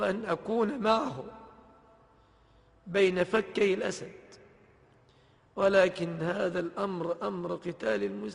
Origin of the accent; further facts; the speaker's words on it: Egypt; ففي بلادنا مصر